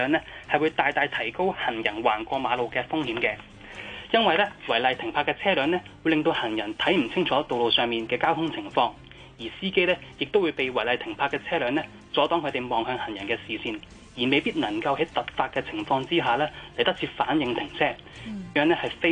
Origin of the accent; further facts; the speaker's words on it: Hong Kong; 对于我哋香港人嚟讲